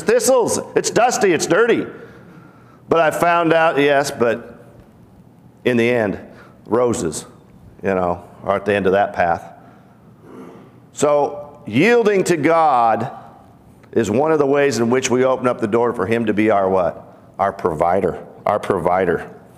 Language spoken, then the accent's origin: English; Pacific Northwest, United States; because I was raised in the Pacific Northwest, what do you have out in the Pacific Northwest?